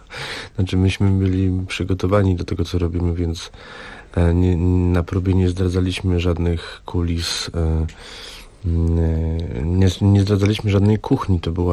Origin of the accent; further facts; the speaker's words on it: Bytom, Silesian Voivodeship, Poland; Ja jestem z Bytomia, wy jesteście z Sosnowca.